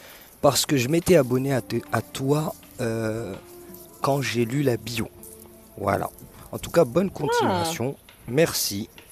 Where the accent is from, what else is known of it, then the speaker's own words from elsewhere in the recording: Paris, Île-de-France, France; Ah, et donc c'est pour ça que je disais ça, mais je suis de Paris.